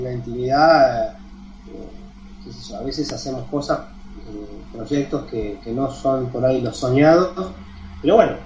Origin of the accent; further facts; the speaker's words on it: La Plata, Buenos Aires Province, Argentina; Yo soy de La Plata, ¿no? Vale recordarlo.